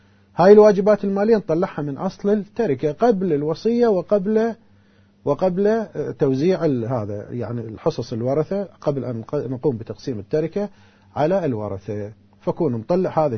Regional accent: Karbala, Karbala Governorate, Iraq; يعني مثلا هسه الآن احنا متعارف عندنا في كربلاء

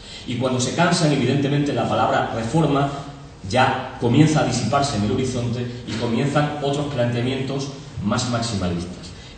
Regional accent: Extremadura, Spain; En Extremadura, todos los que somos extremeños

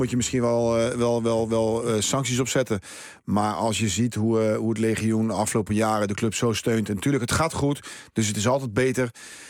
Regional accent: Rotterdam, South Holland, Netherlands; Ik kom ook uit Rotterdam.

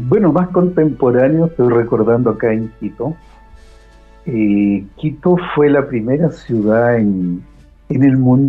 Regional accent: Santiago, Santiago Metropolitan Region, Chile; born there; also born or lived in Concepción; Bueno, yo nací en Santiago de Chile. Y yo soy una persona citadina, me gustan las ciudades.

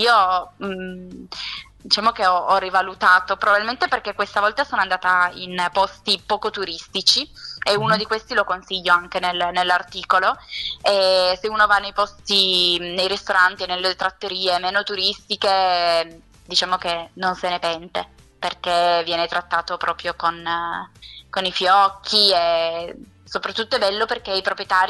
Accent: Piedmont, Italy; io sono piemontese, quindi non posso dire nulla assolutamente contro i miei vini

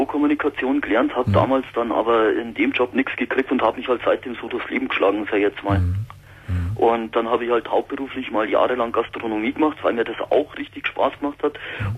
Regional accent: Ingolstadt, Bavaria, Germany; Also ich bin aus Ingolstadt und fahre dann mit dem Zug nach München zum Arbeiten.

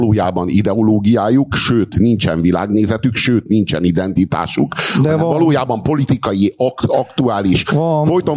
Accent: Hungary; Bazd meg, magyar vagyok!

